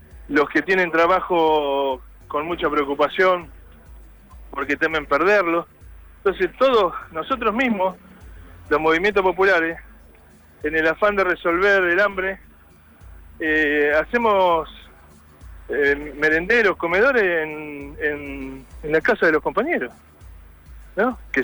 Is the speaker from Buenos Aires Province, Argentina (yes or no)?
yes; Moreno, Buenos Aires Province, Argentina; Yo soy de Moreno.